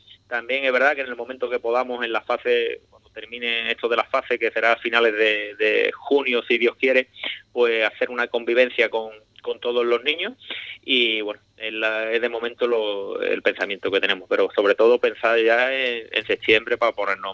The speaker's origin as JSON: {"language": "Spanish", "town": "Ubrique", "region": "Andalusia", "country": "Spain", "said": "un saludo y mucho ánimo a mi tierra, Ubrique"}